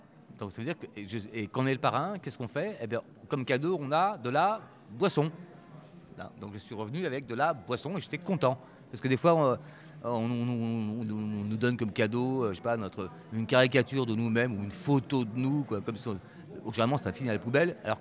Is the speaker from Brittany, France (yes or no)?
yes; Brittany, France; Alors, moi, je suis breton.